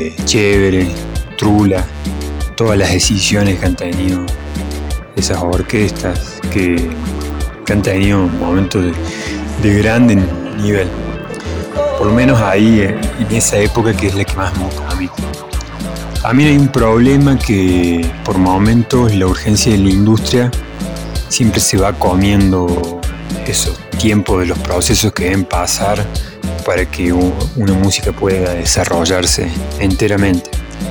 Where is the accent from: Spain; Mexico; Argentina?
Argentina; Córdoba; nosotros no somos como los porteños que con esa nostalgia no lloramos, sino que la bailamos.